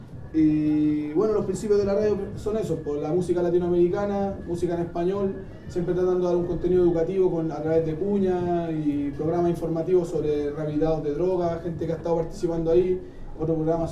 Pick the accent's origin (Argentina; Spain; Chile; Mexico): Chile; Estación Central, Santiago Metropolitan Region; Nosotros venimos de Estación Central, de la población Santiago, Los Nogales, compañeros de la población Guillermo Bonilla.